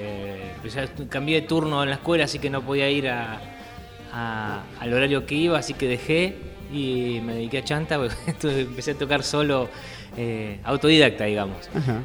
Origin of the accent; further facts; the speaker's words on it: Trelew, Chubut, Argentina; born there; Yo soy nacido en Trelew, ellos vivían allá